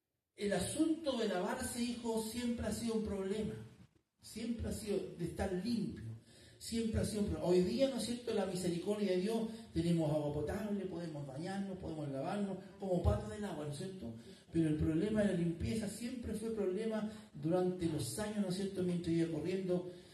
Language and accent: Spanish; Chile; Pero así somos los chilenos.